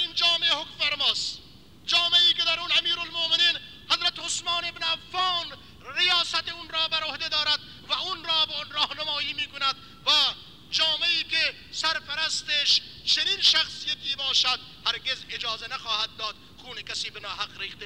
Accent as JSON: {"language": "Persian", "country": "Iran", "said": "مگر ما که مال ایرانیم، ما ایرانیم، ما در سایه نظام اسلامی داریم زندگی میکنیم"}